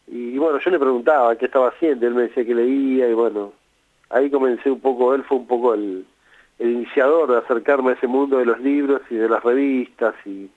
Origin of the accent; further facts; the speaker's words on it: Buenos Aires, Argentina; Somos del barrio de Boedo, en Buenos Aires